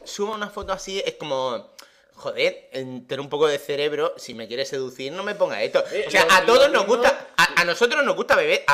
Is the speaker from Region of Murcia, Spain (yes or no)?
yes; Region of Murcia, Spain; yo soy muy murciano